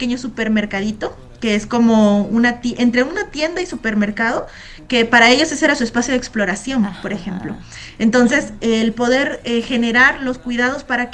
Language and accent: Spanish; Tabasco, Mexico; nosotras somos de Tabasco, todas, somos tres